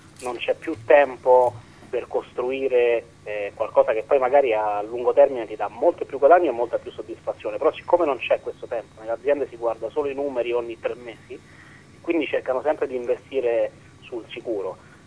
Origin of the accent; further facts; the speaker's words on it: Rome, Lazio, Italy; Quindi siamo di Roma, si sente che siamo di Roma perché comunque siamo cresciuti qui, abbiamo respirato quest'aria